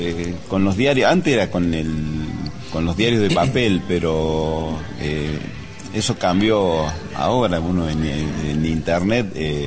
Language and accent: Spanish; La Carlota, Córdoba, Argentina; Yo soy de La Carlota. Y después me fui a Río Cuarto para trabajar en Diario Puntal